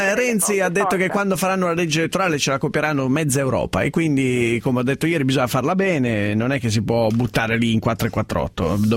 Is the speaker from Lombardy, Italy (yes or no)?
yes; Lombardy, Italy; io ricordo anch'io la mia infanzia in Valtellina